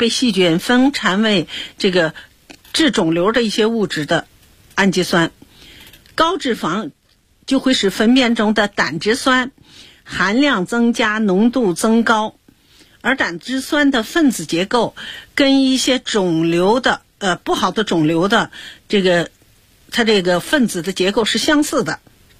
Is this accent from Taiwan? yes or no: no; China; 我们中国人啊经常讲，其实中医上也经常讲这个脾胃的重要